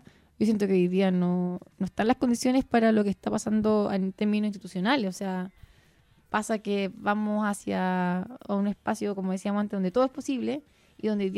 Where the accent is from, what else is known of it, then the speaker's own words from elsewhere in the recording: Chile; la impotencia que sentimos hoy día como chileno y chilena es no tener la posibilidad de ingerir